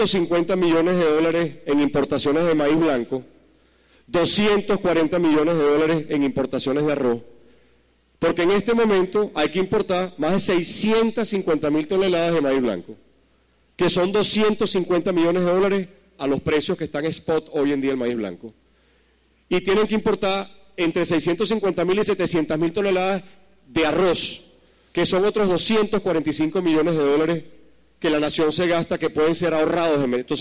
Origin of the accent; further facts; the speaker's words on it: Venezuela; los conozco como venezolano y he estudiado y he leído sobre la materia